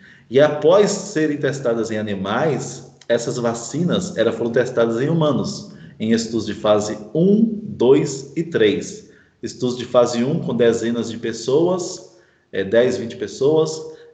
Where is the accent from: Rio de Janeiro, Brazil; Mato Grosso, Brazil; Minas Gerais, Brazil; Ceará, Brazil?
Minas Gerais, Brazil; now in Pernambuco, Brazil; Eu sou mineiro, né? Trabalho aqui em Pernambuco, gosto muito.